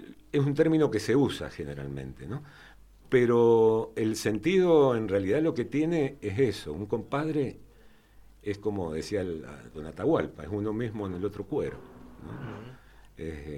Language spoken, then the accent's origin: Spanish; San José de Mayo, San José, Uruguay; Yo nací ahí en San José. Bueno, nací en el hospital Emilio Civil, allá en el parque, ¿no? Pero uh-huh. Mis primeras horas fueron ahí en San José, muy cerquita de la terminal